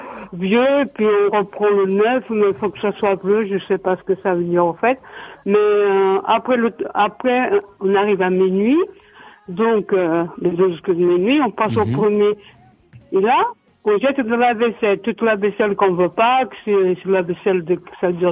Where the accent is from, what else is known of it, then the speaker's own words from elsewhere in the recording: Portugal; now in France; moi, je suis donc de Pont-Voix de Lagnoso.